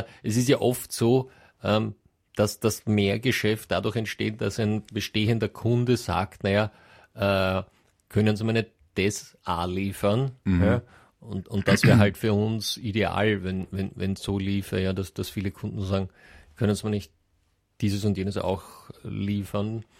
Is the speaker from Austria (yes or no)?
yes; Austria; bei uns in Österreich